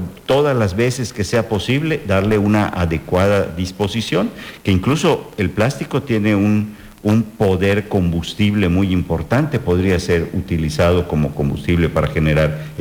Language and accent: Spanish; Yucatán, Mexico; me siento muy orgulloso como yucateco